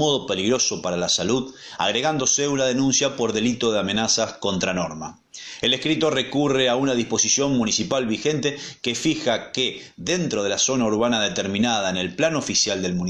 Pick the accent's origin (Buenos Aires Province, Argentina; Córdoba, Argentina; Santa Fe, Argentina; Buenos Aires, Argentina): Santa Fe, Argentina; Cañada de Gómez; Por último, Cañada de Gómez, mi ciudad natal, a 75 kilómetros al noroeste de Rosario.